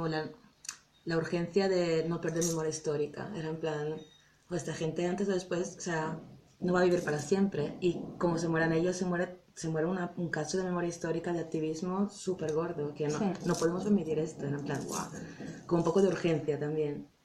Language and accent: Spanish; Italy; Spanish is a second language; empezamos con Alemania y Holanda, que es donde vivimos nosotras, y luego, al principio, por ejemplo, Italia, que somos las dos italianas